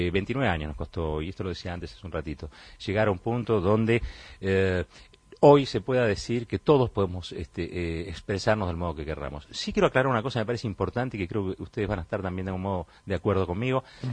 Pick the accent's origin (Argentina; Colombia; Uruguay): Argentina; Nosotros como argentinos somos todos muy distintos